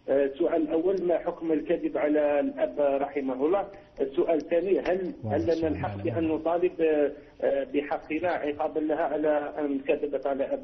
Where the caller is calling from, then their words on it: Algeria; أبي رحمه الله أعطاها في حياته قطعة أرض لكي تبني في بلادنا الجزائر